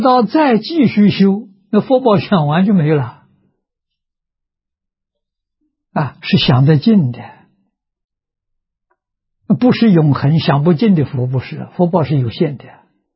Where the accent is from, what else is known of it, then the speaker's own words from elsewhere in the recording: China; 我们中国人讲到家了啊，说功夫到家了啊